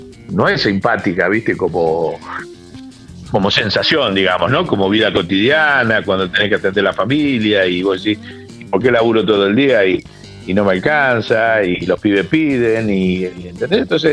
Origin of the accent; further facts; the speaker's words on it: Argentina; Segundo tema en que nos tenemos que formar como argentinos.